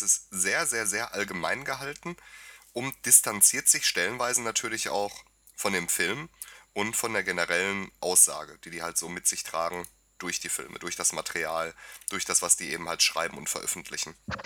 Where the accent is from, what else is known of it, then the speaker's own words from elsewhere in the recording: Ukraine; German is a second language; now in Germany; Ich habe dies in meinem Heimatland, der Ukraine, mehrmals erlebt.